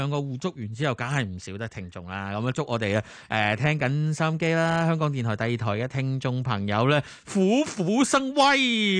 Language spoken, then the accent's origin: Cantonese; Guangzhou, Guangdong, China; 我因为我乡下都系广州啦。